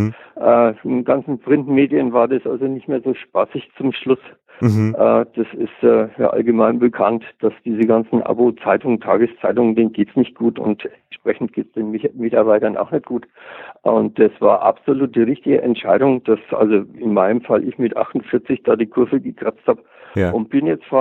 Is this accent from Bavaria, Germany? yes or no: yes; Bavaria, Germany; now in Austria; sind hier seit ja, für 15 Jahre, 16 Jahre zu Hause. Ich komme ursprünglich aus Bayern, wo selbst ich auch schon Bienenvölker hatte.